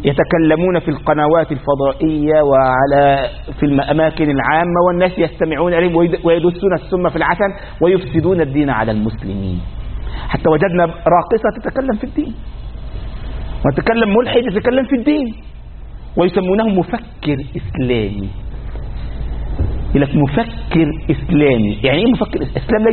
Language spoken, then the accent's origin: Arabic; Egypt; أذكر عندنا في مصر